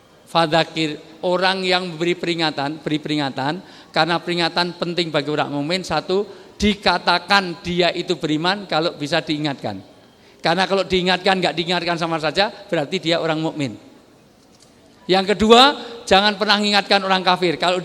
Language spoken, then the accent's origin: Indonesian; Java, Indonesia; Saya senang orang Jawa karena saya orang Jawa.